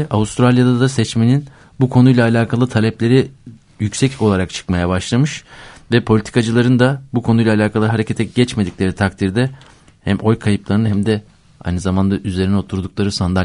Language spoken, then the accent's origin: Turkish; Black Sea Region, Turkey; Fındık bahçelerinde büyüdük biz.